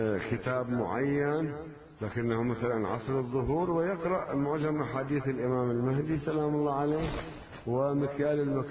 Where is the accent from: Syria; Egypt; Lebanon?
Lebanon; عندنا بلبنان